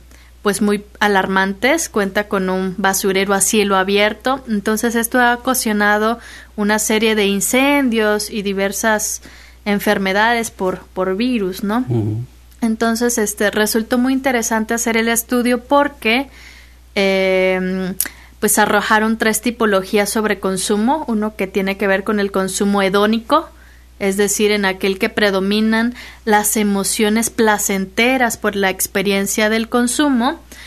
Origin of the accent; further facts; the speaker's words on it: Minatitlán, Veracruz, Mexico; Yo soy de Minatitlán, entonces una parte que justifica, pues, el estudio es también la preocupación del estado del medio ambiente.